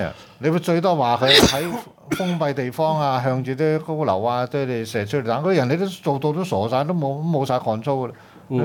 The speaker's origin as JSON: {"language": "Cantonese", "country": "Hong Kong", "said": "邊個俾係我哋香港人俾㗎嘛？"}